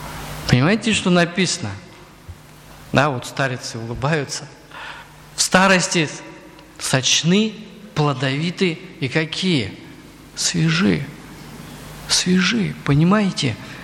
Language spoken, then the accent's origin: Russian; Crimea, Ukraine; Поэтому на юге, вот где я вырос, в Крыму, тополя сажали вот квадратами такими большими.